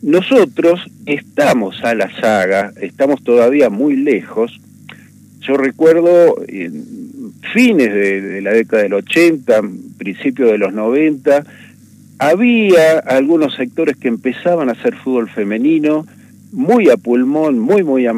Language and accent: Spanish; Buenos Aires, Argentina; Yo provengo de la ciudad de Buenos Aires y además soy profesor terciario universitario.